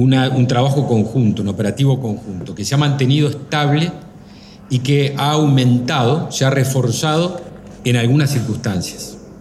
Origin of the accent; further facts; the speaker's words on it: Uruguay; todos sabemos, todos somos uruguayos